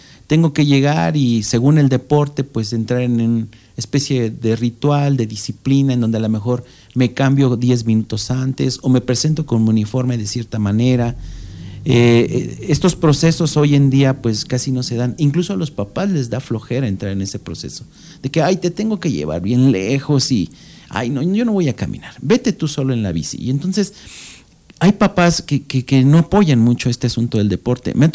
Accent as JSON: {"language": "Spanish", "town": "Valle de Chalco", "region": "State of Mexico", "country": "Mexico", "said": "Valle de Chalco, de donde yo vengo, hay una disciplina que se llama el karate."}